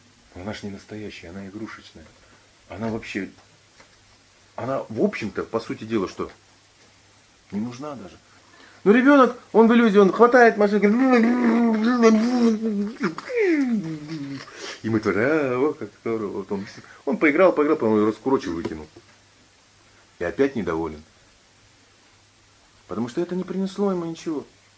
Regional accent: Ulan-Ude, Buryatia, Russia; ну, вот я из Улан-Удэ

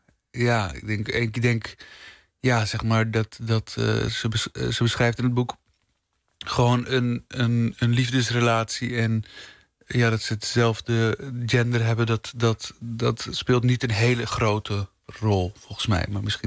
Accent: Amsterdam, North Holland, Netherlands; born there; Ja, ik ben geboren in Amsterdam

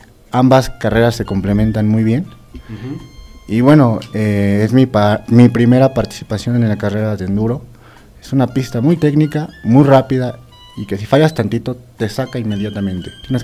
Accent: Mexico City, Mexico; Yo soy del Distrito Federal.

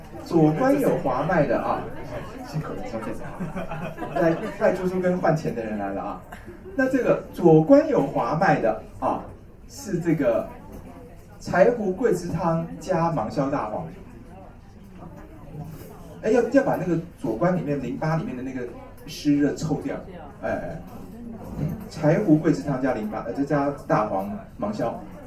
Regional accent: Taiwan; 而且本来我们台湾人都很慢活啊

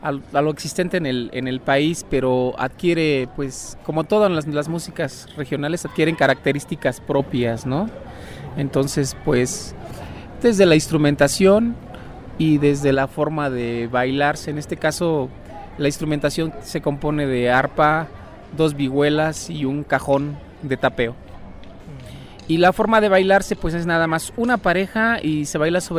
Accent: Tixtla, Guerrero, Mexico; moved away as an adult; now in Mexico City, Mexico; Yo me vengo a mudar de Tixla, me vine a mudar aquí a México a estudiar

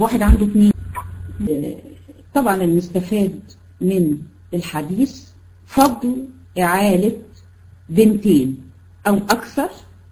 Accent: Egypt; يعني هنا عندنا في مصر

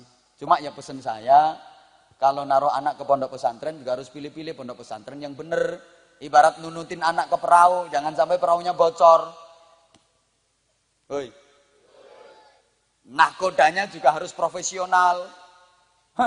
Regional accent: Indonesia; Aku cinta Indonesia karena aku lahir dan dibesarkan di Indonesia.

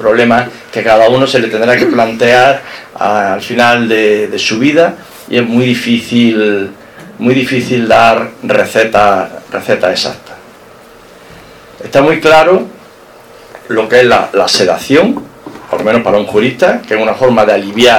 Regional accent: Jaén, Andalusia, Spain; now in Málaga, Spain; Y soy jienense, pero yo me siento, y así algún amigo me lo dijo, soy un malagueño de Jaén. Ya son muchos años los que llevamos aquí, hijas que han nacido aquí, nietos que han nacido aquí, y aquí espero terminar mis días en esta maravillosa ciudad

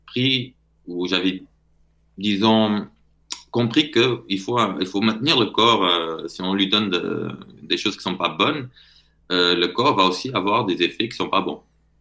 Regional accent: Portugal; parce que je suis portugais, donc j'ai accès à tout ce qui est portugais, j'arrive à lire facilement

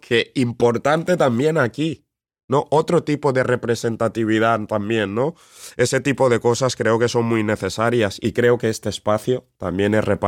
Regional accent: Spain; no puede ser que yo, siendo español

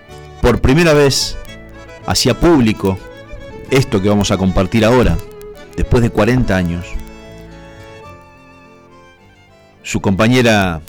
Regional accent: Cañada de Gómez, Santa Fe, Argentina; es de mi ciudad natal, de Cañada de Gómez

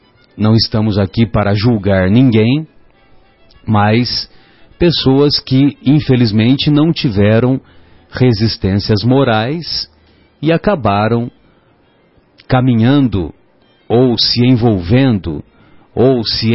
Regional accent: São José do Rio Pardo, São Paulo, Brazil; Lá em São José do Rio Pardo, de onde eu sou, a terra onde eu nasci

